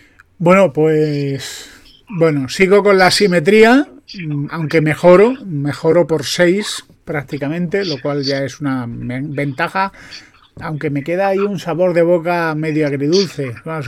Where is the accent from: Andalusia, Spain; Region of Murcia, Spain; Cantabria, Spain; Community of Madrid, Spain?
Andalusia, Spain; yo que soy andaluz y que soy desconfiado